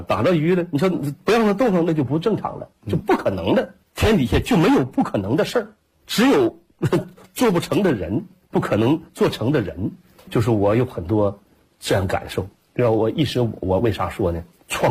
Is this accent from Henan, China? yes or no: no; Jilin, China; 我说我是吉林的